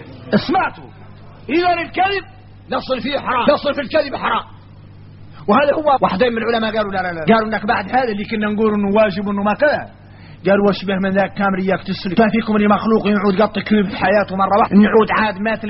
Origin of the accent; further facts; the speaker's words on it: Mauritania; احنا راك موريتاني عندنا فهم عن مولانا خاص